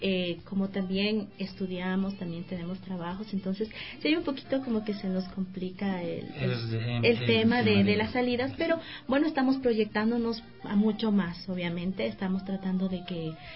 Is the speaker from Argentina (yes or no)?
no; Arenillas, El Oro, Ecuador; yo vivo ya años aquí, pero yo soy de la provincia del Oro, de Arenillas, y pues allá también tengo a mi familia